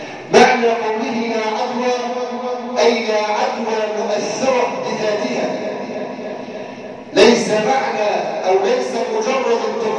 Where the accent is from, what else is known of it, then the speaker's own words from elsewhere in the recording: Egypt; اجعل بلادنا مصر آمنة مطمئنة، سخاء رخاء، وسائر بلاد